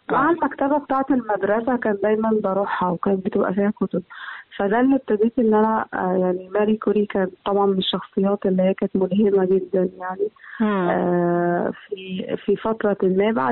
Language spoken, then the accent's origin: Arabic; Egypt; واحنا كباحثين مصريين يعني